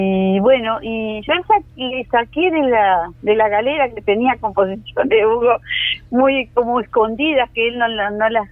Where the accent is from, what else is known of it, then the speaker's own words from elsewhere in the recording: Sarandí Grande, Florida, Uruguay; Yo soy nativa de Sarandí también.